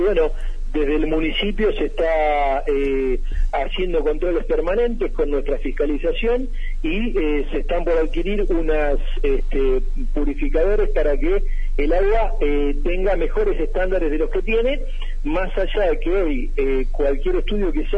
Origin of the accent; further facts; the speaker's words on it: Arrecifes, Buenos Aires Province, Argentina; Volví a mi ciudad, a Arrecifes, a mi ciudad natal, a trabajar como escribano.